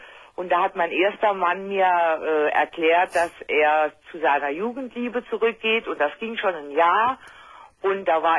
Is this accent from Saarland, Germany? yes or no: yes; Saarland, Germany; Aus dem Saarland.